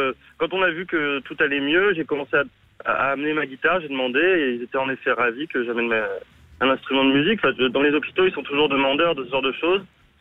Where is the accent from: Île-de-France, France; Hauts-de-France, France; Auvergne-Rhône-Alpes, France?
Auvergne-Rhône-Alpes, France; Clermont-Ferrand; Moi je viens du centre de la France, de Clermont-Ferrand.